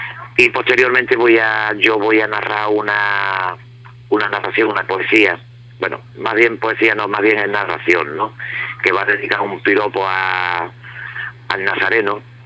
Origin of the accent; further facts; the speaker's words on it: Marbella, Andalusia, Spain; Y bueno, Marbella, porque yo soy de aquí, de Marbella, y la banda de Marbella, aunque seamos nosotros de San Pedro